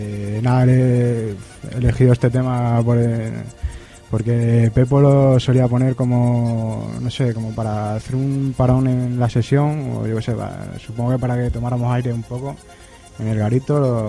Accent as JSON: {"language": "Spanish", "town": "Cáceres", "region": "Extremadura", "country": "Spain", "said": "yo soy fuera de Madrid, vamos, totalmente, soy"}